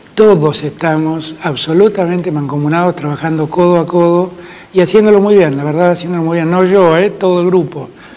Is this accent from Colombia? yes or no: no; Argentina; en mi Argentina no hay diferencias. Somos todos argentinos, argentinas, argentines